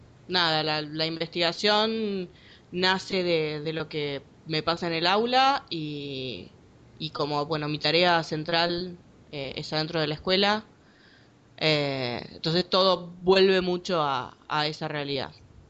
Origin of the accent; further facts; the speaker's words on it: Buenos Aires, Argentina; Yo soy de Buenos Aires, de Argentina.